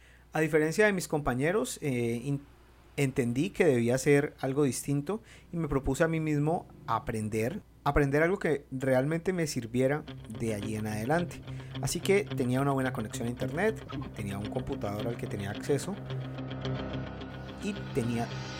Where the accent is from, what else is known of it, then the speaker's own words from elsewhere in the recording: Colombia; no pude estudiar la carrera de periodismo o comunicación social como se conoce en mi país